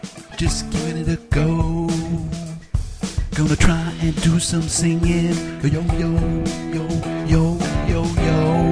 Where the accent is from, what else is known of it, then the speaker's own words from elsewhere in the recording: Australia; sounding American, but I ain't American. Oh no, I'm Australian. Aussie, down to the core.